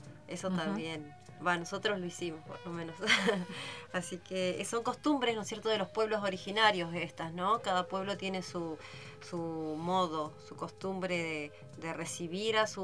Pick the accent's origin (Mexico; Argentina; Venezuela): Argentina; Costa de Lepá, Chubut; Nosotros somos de Costa de Lepa